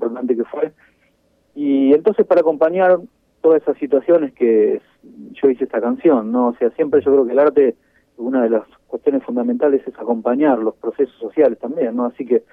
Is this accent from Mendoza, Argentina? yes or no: no; Pinamar, Buenos Aires Province, Argentina; No, yo estoy desde el año 82 en Pinamar, nací en Capital Federal, pero ya hace muchos años que estoy por aquí.